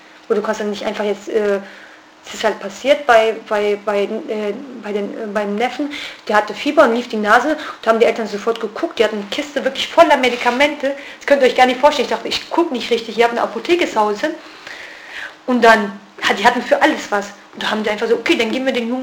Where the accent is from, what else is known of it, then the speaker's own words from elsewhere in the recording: Kurdish region, Turkey; German is a second language; von der ganzen Türkei kann ich wirklich nicht sprechen. Ich kann ja nur vom kurdischen Gebiet sprechen, wo ich herkomme.